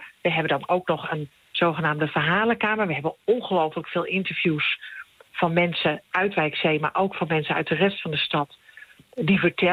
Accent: Utrecht, Netherlands; Nee, ik kom wel uit Utrecht

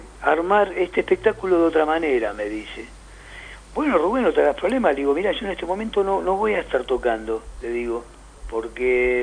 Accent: San Justo, Buenos Aires Province, Argentina; lo fui presentando en mi ciudad natal, que es acá en San Justo.

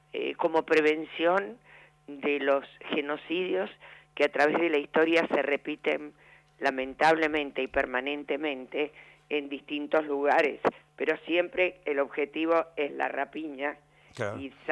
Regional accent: Argentina; Sí, nos exiliamos durante la época de la AAA y después en la dictadura estuvimos prohibidos y nos chuparon, estuvimos en Orlet y, bueno, una tristes historias que tenemos los argentinos

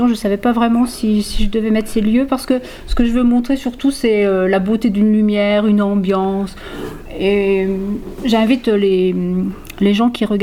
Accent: Vagney, Grand Est, France; Oui, je suis originaire de Vanier.

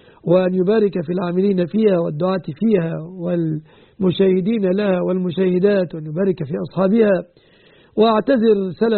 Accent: Egypt; وأن يحفظ بلادنا مصر

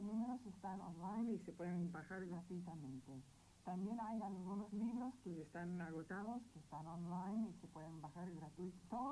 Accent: Texas, United States; also born or lived in Panama; Bueno, después mi papá se jubiló y se mudaron a un lugar en Texas, desde donde es mi mamá. Mi papá, del estado de Washington. Así, no soy de ninguna ciudad. Soy de Texas, digamos.

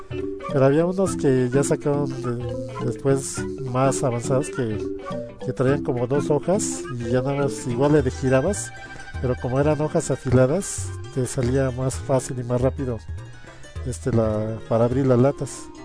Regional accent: Mexico; yo soy de aquí de México, pues pongo comerciales de 1983 en México

